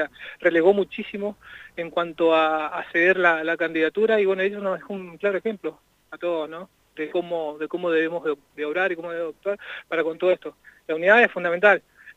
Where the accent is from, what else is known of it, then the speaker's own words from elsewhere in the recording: Zapala, Neuquén, Argentina; También de Zapala, venimos acá al acto de Cristina.